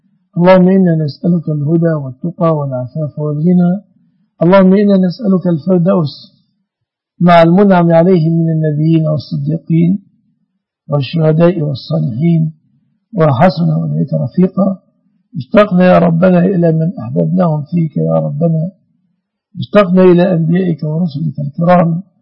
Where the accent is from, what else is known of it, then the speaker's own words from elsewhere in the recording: Egypt; اللهم احفظ بلادنا مصر آمنة مطمئنة وسائر بلاد المسلمين.